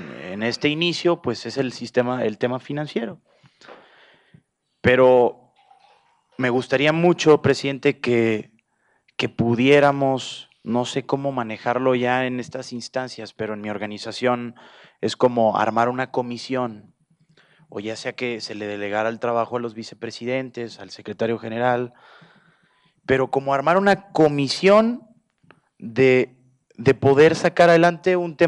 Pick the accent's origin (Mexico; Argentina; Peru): Mexico; allá en mi país hay una frase